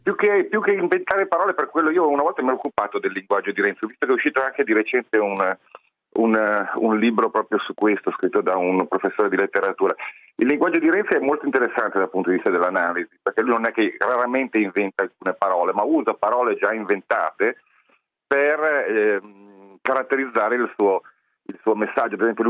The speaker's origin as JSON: {"language": "Italian", "town": "Milan", "region": "Lombardy", "country": "Italy", "said": "io sono expottendista, da milanese, per quanto fuori sede ormai."}